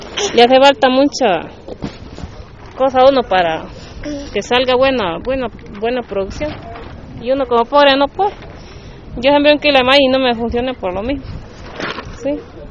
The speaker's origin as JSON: {"language": "Spanish", "town": "Los Chiles", "region": "Alajuela", "country": "Costa Rica", "said": "De los chiles, frontera norte."}